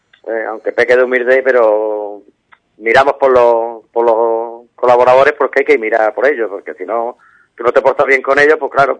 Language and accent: Spanish; Ubrique, Andalusia, Spain; el pueblo de Ubrique hay que darle un 10 porque es de las carreras que yo conozco. No es porque sea mi pueblo, pero es donde más público hay